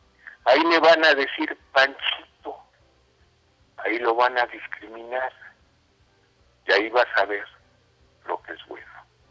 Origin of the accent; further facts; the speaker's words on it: Mexico; vamos a festejar muy, muy, muy a fondo que somos mexicanos, que no somos españoles